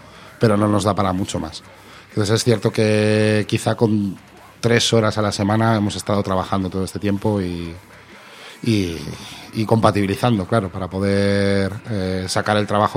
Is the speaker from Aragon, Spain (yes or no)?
no; Coslada, Community of Madrid, Spain; Pues somos casi todos de la zona de Coslada y San Fernando, aquí en Madrid.